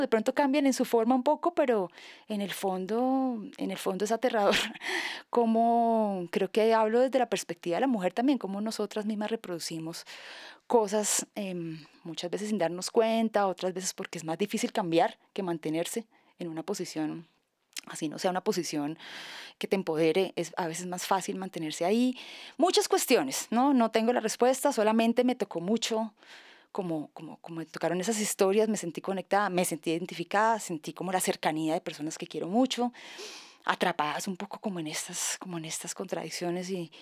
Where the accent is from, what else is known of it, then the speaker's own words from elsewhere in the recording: Santander, Colombia; Yo soy de Santander, ¿no? Mi papá es un músico empírico. Entonces crecí con esa música también.